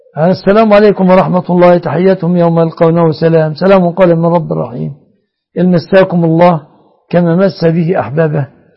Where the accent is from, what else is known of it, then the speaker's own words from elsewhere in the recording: Egypt; الصداق عندنا في مصر الآن الغالب ده الغالب يتمثل في شبكة للذهب